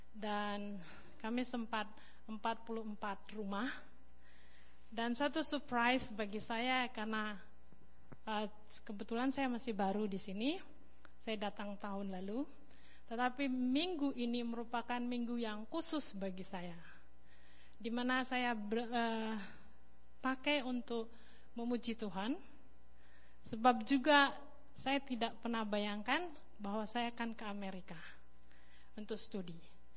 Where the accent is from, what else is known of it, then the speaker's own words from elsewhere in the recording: Kalimantan, Indonesia; born there; Tapi sebenarnya ya, saya orang Indonesia asli. Karena bapak saya Sumatera, Pulau Sumatera, ibu saya Pulau Sulawesi, Sulawesi Selatan, dan saya lahir di Kalimantan. Saya bekerja di Sulawesi Tengah, kemudian saya pindah ke Kalimantan Barat untuk studi teologi.